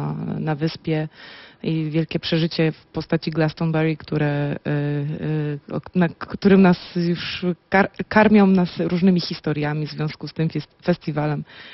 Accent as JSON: {"language": "Polish", "town": "Poznań", "region": "Greater Poland Voivodeship", "country": "Poland", "said": "Ja jestem poznanianką"}